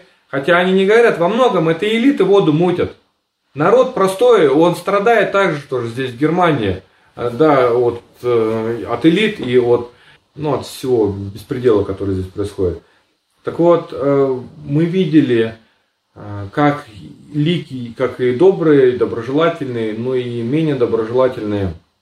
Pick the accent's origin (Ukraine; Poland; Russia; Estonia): Russia; Siberia; born there; Вот почему, к примеру, я родился в Сибири? Да, потому что моего деда и их семью вообще в целом депортировали с Волги в Сибирь, забрали все имущество. Кстати, немцы, это были немцы Поволжья